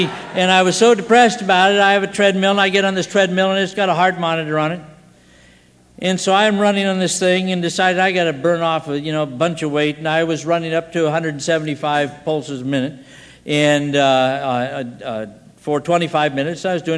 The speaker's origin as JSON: {"language": "English", "region": "Scotland", "country": "United Kingdom", "said": "And I'm a Scotsman, and I'm stupid, and I'm stubborn."}